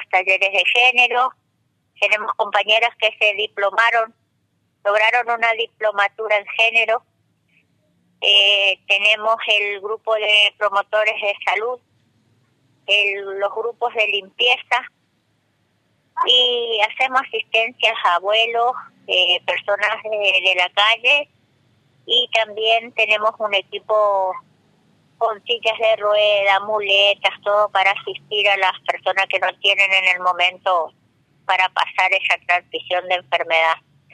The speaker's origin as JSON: {"language": "Spanish", "region": "Chaco", "country": "Argentina", "said": "de Chaco."}